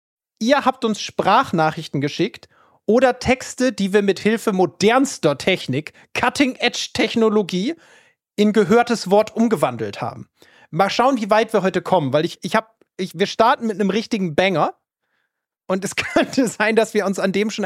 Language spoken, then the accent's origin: German; Northern Germany, Germany; Ich bin aus Norddeutschland